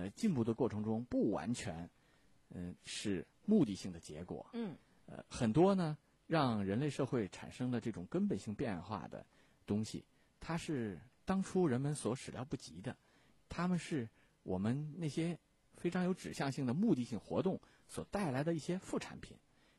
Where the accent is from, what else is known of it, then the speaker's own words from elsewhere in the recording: China; 我们中国人很自豪的是我们是造纸术的故乡